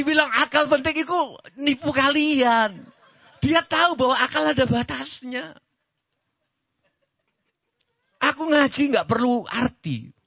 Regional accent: Java, Indonesia; Aku orang Jawa kok.

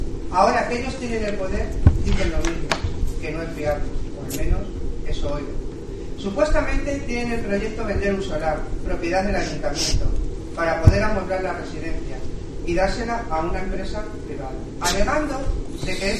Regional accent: Cabezuela del Valle, Extremadura, Spain; moved away; Cabezuela del Valle, ya que cuando venía de vacaciones observaba el deterioro que años atrás veía de mi pueblo.

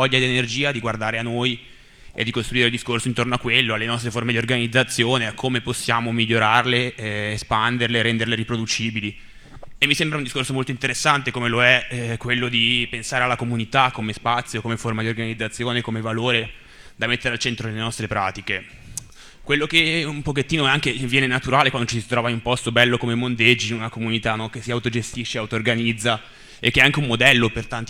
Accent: Bologna, Emilia-Romagna, Italy; vengo da Bologna

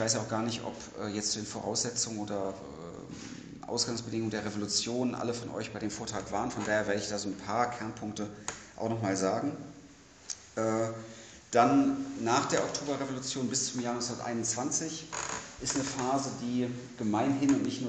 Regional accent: Hanover, Lower Saxony, Germany; now in Leipzig, Germany; ich komme ursprünglich aus Hannover, wohne jetzt in Leipzig

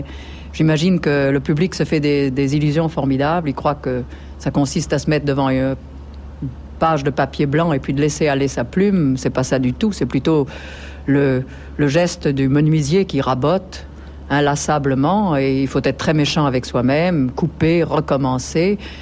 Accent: Provence-Alpes-Côte d'Azur, France; je suis provençale, de père, de mère, de grand-père, de grand-mère, et cela depuis pas mal de générations

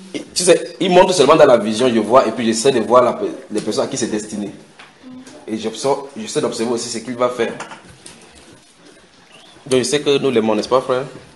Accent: Cameroon; Chez nous au Cameroun, chaque fois on travaille, on voit, on dit, je suis dans l'obscurité, on peut faire autrement.

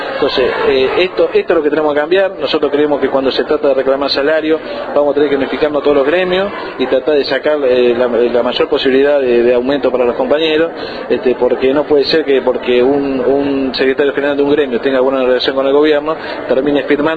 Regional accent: La Plata, Buenos Aires Province, Argentina; somos la mayoría somos de La Plata

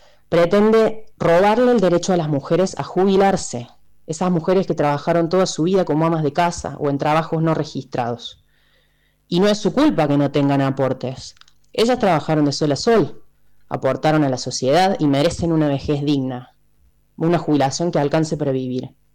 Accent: Villa Carlos Paz, Córdoba, Argentina; soy de Carlos Paz

